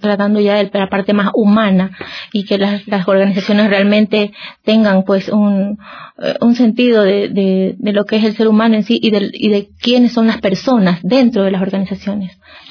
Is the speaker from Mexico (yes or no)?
no; Ecuador; En cuanto a lo que es nuestro horario, nuestra idiosincrasia como ecuatoriano, somos reconocidos por nuestra hora ecuatoriana